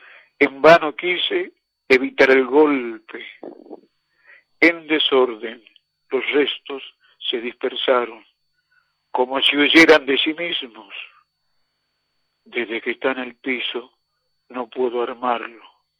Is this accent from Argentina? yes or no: yes; Salta, Argentina; born there; nací en Salta, capital, a pesar de que tengo todo mi hueso de mi antepasado en Rosario de la Frontera, también dentro de la provincia.